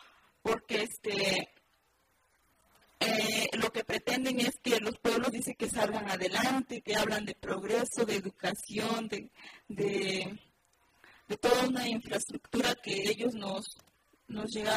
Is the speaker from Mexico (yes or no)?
yes; Malinaltepec, Guerrero, Mexico; También soy de Malinaltepec, donde actualmente pues en la Costa Montaña se estamos viviendo esta situación